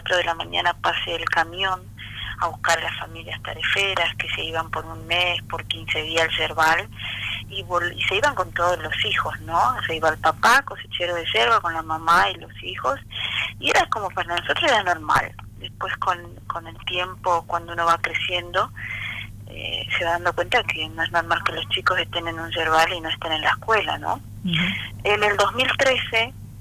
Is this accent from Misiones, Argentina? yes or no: yes; Oberá, Misiones, Argentina; Yo soy de Oberá. Oberá es la segunda ciudad de la provincia de Misiones, donde está la mayor producción de yerba mate. Vengo de un barrio de familias tareferas, ¿no? O sea, el barrio 100 hectáreas.